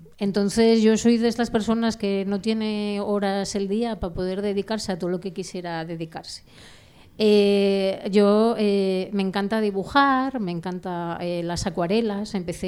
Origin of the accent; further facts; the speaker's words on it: Langreo, Asturias, Spain; yo os he contado que vengo desde Caborana, pero yo soy de Langreo.